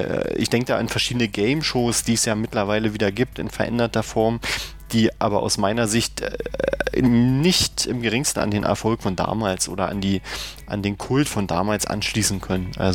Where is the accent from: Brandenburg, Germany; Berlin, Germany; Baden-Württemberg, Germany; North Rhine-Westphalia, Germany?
Berlin, Germany; Also zum Beispiel hier als Berliner muss man